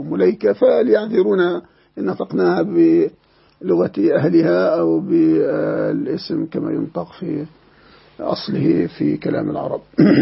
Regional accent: Egypt; يعني عندنا في مصر كتب صدرت كثيرة

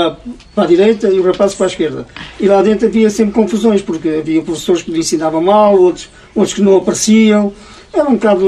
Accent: Bobadela, Portugal; born there; Eu nasci aqui na Bobadela e vivi noutra Bobadela.

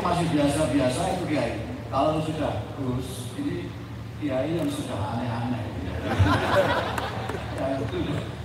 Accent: Indonesia; saya bilang, saya dari Indonesia.

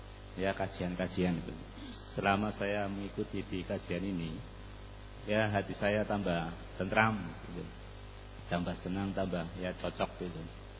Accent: Magelang, Central Java, Indonesia; Saya asli saya dari Magelang.

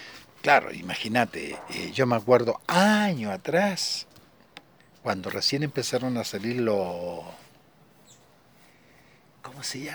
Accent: Chile; Entonces, yo soy chileno

